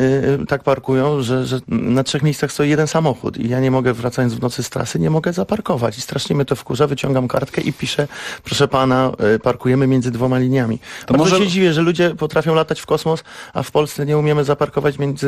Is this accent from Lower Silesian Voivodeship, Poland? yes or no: yes; Wrocław, Lower Silesian Voivodeship, Poland; Poza tym ja jestem z Wrocławia.